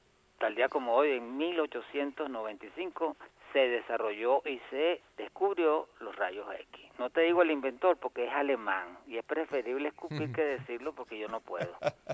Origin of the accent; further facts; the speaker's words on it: Venezuela; nos acerquemos como venezolanos